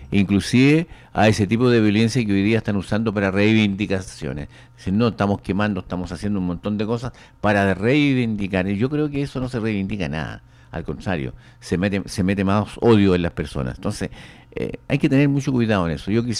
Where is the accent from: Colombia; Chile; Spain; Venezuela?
Chile; tenemos que unirnos como chilenos